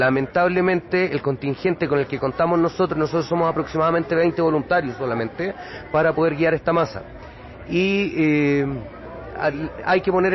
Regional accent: Santiago, Santiago Metropolitan Region, Chile; Bueno, vengo de Chile, de Santiago, la capital.

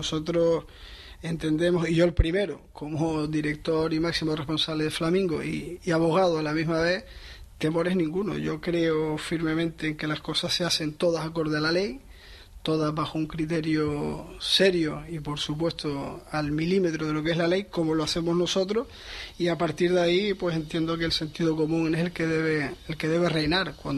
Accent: Canary Islands, Spain; sin llegar a los desmanes que han pasado en mi isla, yo soy de Gran Canaria

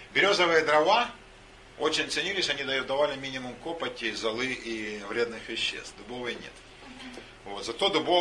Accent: Zaporizhzhia, Zaporizhzhia Oblast, Ukraine; now in Russia; Я вырос на юге, в Запорожье

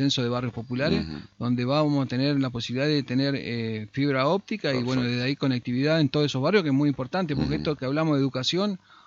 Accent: Concordia, Entre Ríos, Argentina; te preguntan de dónde sos, sin presentarte, te dicen de Concordia, de Concordia.

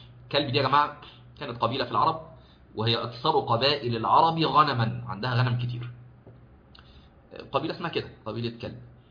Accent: Egypt; فاحنا اظن هو السبت عندنا في مصر

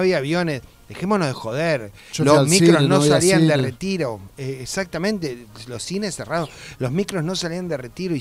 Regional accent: Buenos Aires, Argentina; Yo como porteño, ¿no? La verdad que me siento defraudado de lo que vi.

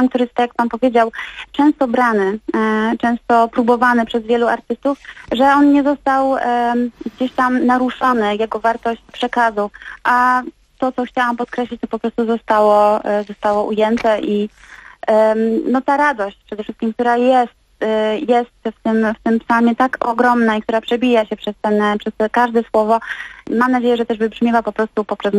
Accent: Gliwice, Silesian Voivodeship, Poland; ten utwór, który tak naprawdę też był śpiewany w kościele przez mojego tatę, który był organistą u nas w Gliwicach w parafii Wszystkich Świętych.

